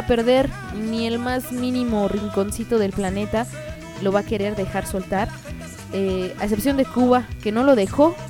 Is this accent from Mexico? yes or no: yes; Mexico; Y sí, somos mexicanos que le estamos acá chingando